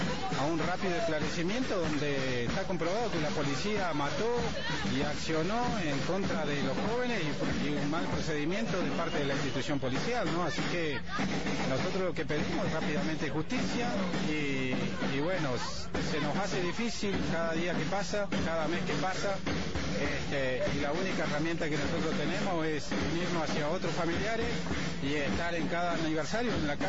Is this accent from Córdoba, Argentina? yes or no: no; Bariloche, Río Negro, Argentina; De Bariloche